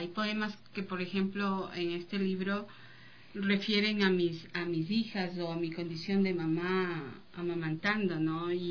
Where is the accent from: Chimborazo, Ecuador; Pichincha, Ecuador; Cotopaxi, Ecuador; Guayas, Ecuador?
Pichincha, Ecuador; Quito; yo pienso que como quiteños y equinocciales, volver al tema de los equilibrios en todo es básico